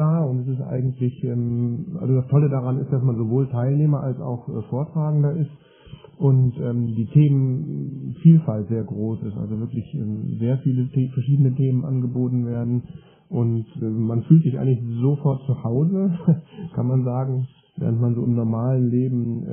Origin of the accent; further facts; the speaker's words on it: Sankt Augustin, North Rhine-Westphalia, Germany; aus St. Augustin